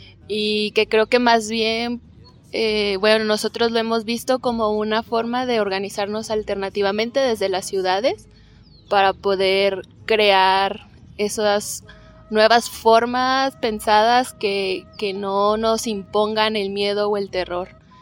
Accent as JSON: {"language": "Spanish", "country": "Mexico", "said": "yo que vengo de México"}